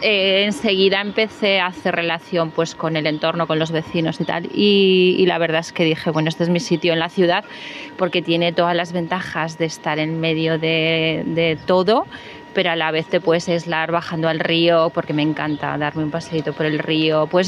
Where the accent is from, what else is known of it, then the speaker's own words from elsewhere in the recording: Daroca, Aragon, Spain; Pues yo soy de Daroca